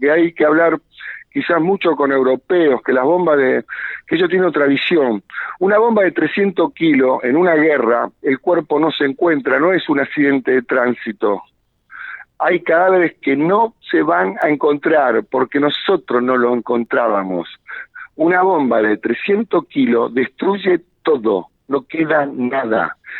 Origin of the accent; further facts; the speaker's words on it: Santa Fe, Argentina; Y bueno, como santafesinos, pongámonos la pila y replanteémonos todo.